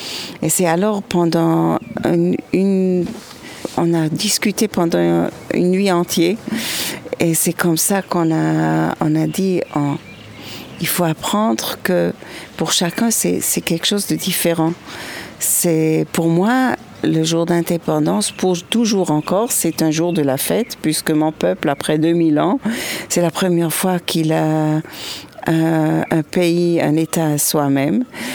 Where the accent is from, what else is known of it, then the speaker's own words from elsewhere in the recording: Switzerland; now in Israel; je résous mon problème de minorité que je connaissais quand j'ai grandi en Suisse comme minorité.